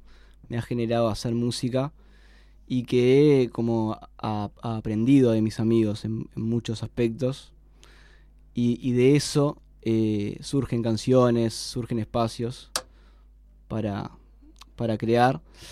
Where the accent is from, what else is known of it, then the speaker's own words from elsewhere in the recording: Montevideo, Uruguay; No. Yo era de Uceo